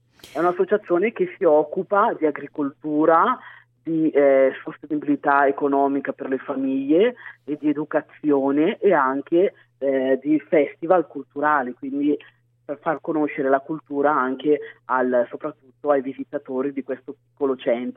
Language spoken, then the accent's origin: Italian; Burkina Faso; ritornare nel mio paese d'origine. Sono andata quindi in Burkina, ho cominciato a conoscere la mia cultura, le tradizioni, la lingua